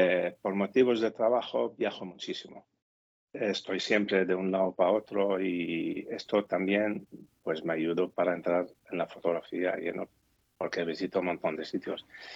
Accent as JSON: {"language": "Spanish", "country": "Spain", "tie": "born or raised there", "lives_now": "Gijón, Spain", "said": "Soy de origen de Siria, pero llevo toda la vida aquí en España. Vivo en Gijón."}